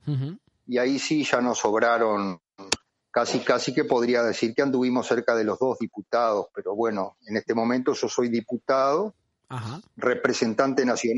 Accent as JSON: {"language": "Spanish", "region": "Paysandú", "country": "Uruguay", "tie": "born or raised there", "lives_now": "Montevideo, Uruguay", "said": "yo soy un uruguayo, un oriental, nacido en el interior, en el departamento de Paysandú, una ciudad de aproximadamente unos 70-80 mil habitantes, que se viene a estudiar agronomía a Montevideo"}